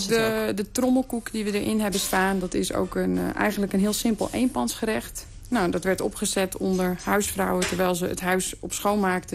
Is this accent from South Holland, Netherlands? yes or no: no; Friesland, Netherlands; first language Frisian; Dutch is a second language; En dat is ook een taal die, het is mijn moedertaal, dus ook een taal die heel dichtbij je zit.